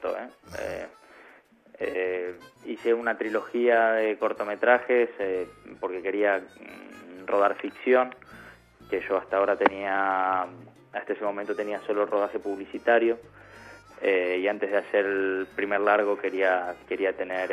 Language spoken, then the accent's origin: Spanish; Morón, Buenos Aires Province, Argentina; Yo soy de Morón, nací en Morón, y hice el conservatorio de música en Morón y después, bueno, al mismo tiempo la carrera de imagen y sonido.